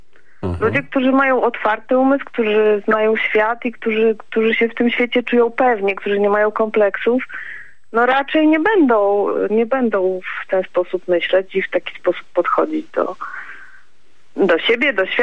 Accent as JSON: {"language": "Polish", "region": "Silesian Voivodeship", "country": "Poland", "said": "I z racji miejsca urodzenia takich, którzy może, bo jestem ze Śląska, takich, którzy może niekoniecznie byli Polakami. I jednak czuję się osadzona w tej polskości."}